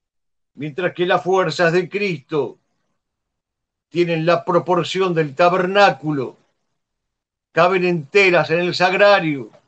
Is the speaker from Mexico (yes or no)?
no; Argentina; born there; Nacimos en la Argentina, no queremos vivir en Stalingrado.